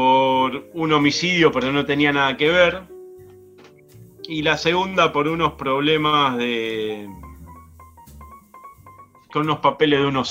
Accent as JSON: {"language": "Spanish", "town": "La Boca", "region": "Buenos Aires", "country": "Argentina", "tie": "born or raised there", "also_born_or_lived": "Isla Maciel", "said": "Me crié en la Boca y en la Isla Maciel."}